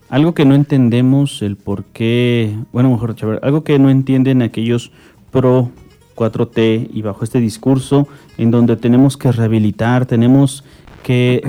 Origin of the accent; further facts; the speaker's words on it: Tlalnepantla, State of Mexico, Mexico; prevalezca más tu derecho sobre el mío que claro soy de Tlalnepantla.